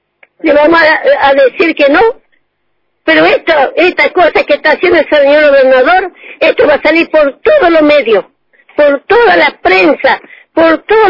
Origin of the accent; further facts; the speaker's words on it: Argentina; y soy bien argentina.